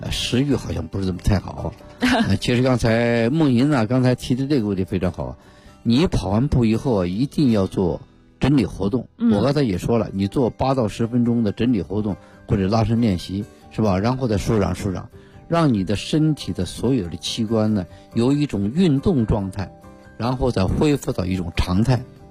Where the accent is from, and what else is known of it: China